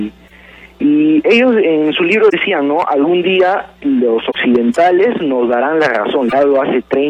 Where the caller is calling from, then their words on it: Villa El Salvador, Lima, Peru; De Villa El Salvador.